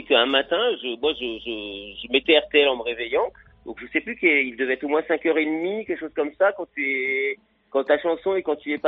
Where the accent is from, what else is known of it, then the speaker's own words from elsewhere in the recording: Nice, Provence-Alpes-Côte d'Azur, France; Non, je suis bien chez moi à Nice.